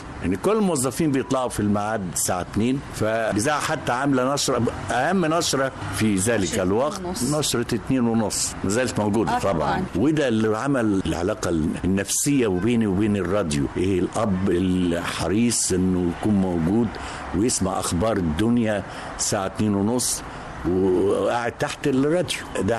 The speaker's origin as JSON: {"language": "Arabic", "town": "El Mahalla El Kubra", "region": "Gharbia", "country": "Egypt", "tie": "born there", "said": "أنا اتولدت في مدينة المحلة الكبرى وكنت أكبر إخواتي."}